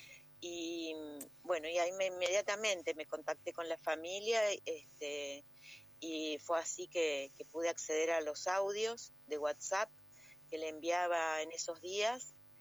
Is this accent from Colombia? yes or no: no; San Luis, Argentina; born there; yo nací en San Luis además